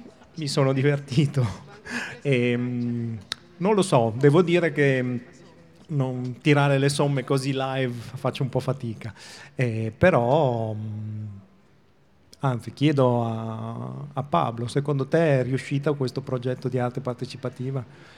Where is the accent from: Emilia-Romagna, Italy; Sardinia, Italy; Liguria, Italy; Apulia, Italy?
Emilia-Romagna, Italy; Bologna; Ah, questa non la io da bolognese non la conoscevo, ma va bene.